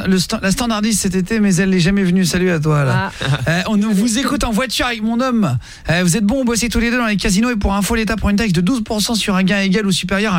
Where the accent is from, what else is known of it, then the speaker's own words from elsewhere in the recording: Le Barcarès, Occitanie, France; Je suis de Barcarès